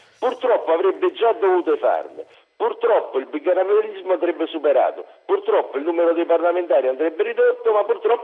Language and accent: Italian; Benevento, Campania, Italy; Sì, sono di Benevento